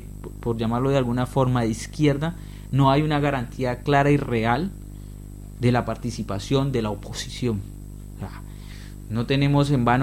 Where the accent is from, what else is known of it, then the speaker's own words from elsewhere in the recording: Cali, Valle del Cauca, Colombia; en Cali, por ejemplo, en el suroccidente colombiano, de donde yo vengo